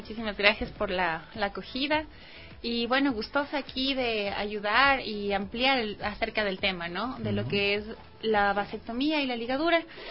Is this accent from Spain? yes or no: no; Ecuador; Como ecuatoriana y vivir todo esto